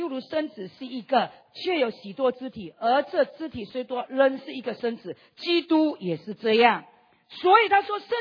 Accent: East Malaysia, Malaysia; 我是马来西亚人，我是东马人

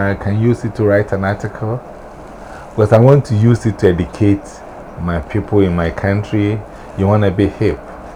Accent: Ghana; I'm from Ghana.

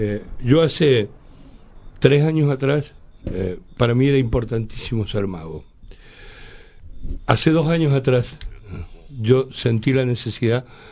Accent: Colonia, Uruguay; de mi pueblo, de Colonia, Uruguay

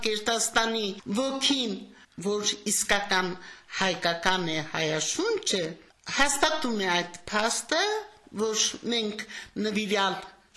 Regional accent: Samtskhe-Javakheti, Georgia; moved away; also born or lived in Karabakh; ես ասում եմ ավելի շատ ես Ղարաբաղցի եմ, քան Ջավախցի։

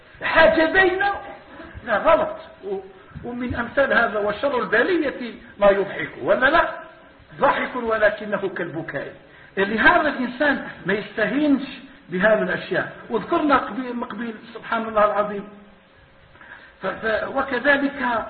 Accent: Algeria; إحنا شوية جزائريين

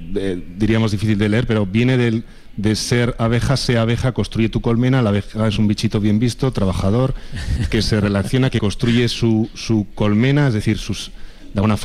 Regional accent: Miranda de Ebro, Castile and León, Spain; Soy de Miranda de Ebro

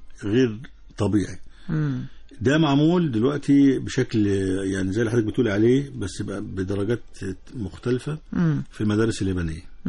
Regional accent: Egypt; عندنا في مصر 62,000 مدرسة رقم خرافة 62,000 مدرسة

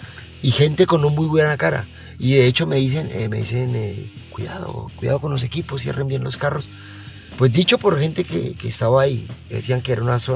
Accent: Colombia; En mi país también. Colombia también.

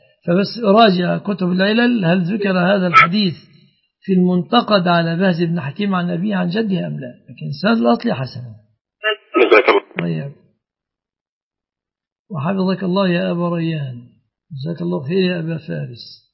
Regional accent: Egypt; فليس في بلادنا مصر مثل هذا الحمد لله الآن.

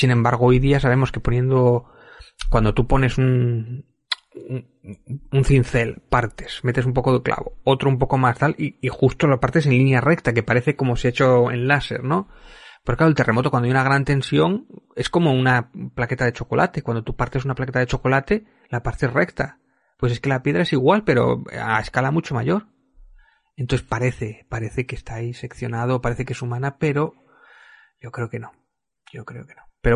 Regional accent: Spain; es que encima esto nos lleva a la ruina al resto de los españoles

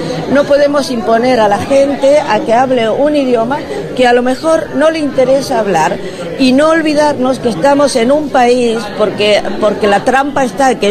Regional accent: Rosario, Santa Fe, Argentina; moved away as an adult; now in Barcelona, Spain; Yo soy de Argentina, de Rosario.

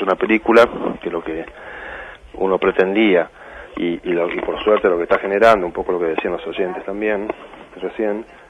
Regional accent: Tucumán, Argentina; Yo iba mucho al cine cuando era chico en Tucumán.

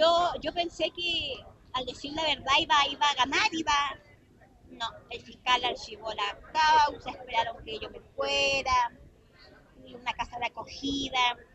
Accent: Puerto Natales, Magallanes, Chile; Soy de Puerto Natales.

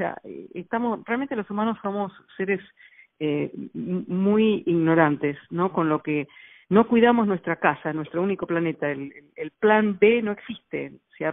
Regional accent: Argentina; ayudó en Argentina, de donde yo vengo, a pasar varias leyes de protección a la fauna y la flora nacional

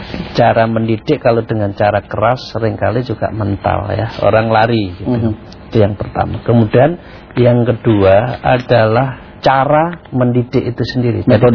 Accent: Java, Indonesia; maaf saya orang Jawa mengatakan.

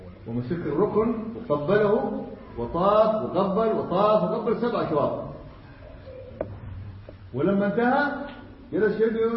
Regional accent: Yemen; also born or lived in Saudi Arabia; نعم أنا جاي من السعودية، إيش فيها؟ أنا أصلي يمني، قلت أنا جاي من اليمن أول قبل السعودية.

